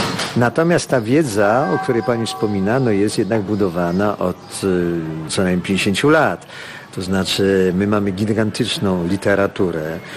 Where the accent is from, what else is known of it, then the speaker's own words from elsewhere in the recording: Wrocław, Lower Silesian Voivodeship, Poland; Jestem wrocławianinem z urodzenia. Studiowałem we Wrocławiu, żonę znalazłem sobie we Wrocławiu, dzieci moje się urodziły we Wrocławiu, mieszkam we Wrocławiu.